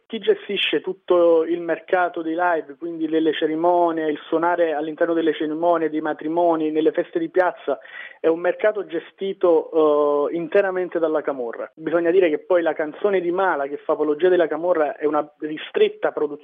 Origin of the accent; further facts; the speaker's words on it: Naples, Campania, Italy; sono cresciuto a Scampia